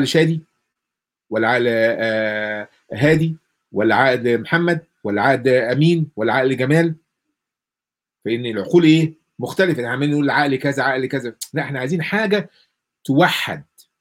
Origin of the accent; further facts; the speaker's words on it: Egypt; وعندنا في مصر مثلا تنظيميا ده قبل المملكه العربيه السعوديه وقبل الكلام ده كله